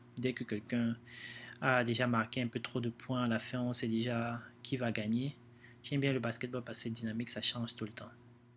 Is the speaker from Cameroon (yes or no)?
yes; Cameroon; moved away as an adult; also born or lived in Germany; je suis né au Cameroun. J'ai grandi là-bas avec mes sœurs. J'ai trois sœurs. Et pendant toute la période où j'étais là-bas, je suis allé au lycée. Après le lycée, je suis parti en Allemagne pour étudier.